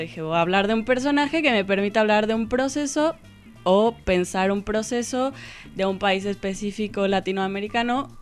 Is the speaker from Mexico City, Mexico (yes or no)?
yes; Mexico City, Mexico; moved away as an adult; now in La Plata, Argentina; Claro, yo vengo de Ciudad de México.